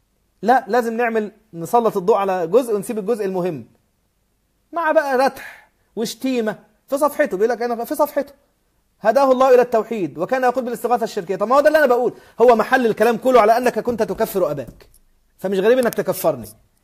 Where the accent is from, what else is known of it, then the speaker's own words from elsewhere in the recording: Upper Egypt, Egypt; أنا قبيلتي، أنا راجل صعيدي، قبيلتي بني سليم، وأبي جدتي من الأشراف من آل جعفر بن أبي طالب.